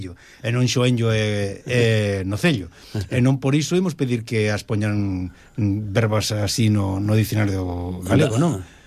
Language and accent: Galician; Ourense, Galicia, Spain; Este grupo é da miña terra.